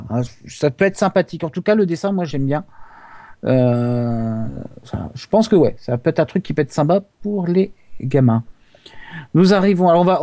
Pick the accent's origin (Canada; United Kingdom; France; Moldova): France; Brest, Brittany; Je suis de Brest, donc les mouettes.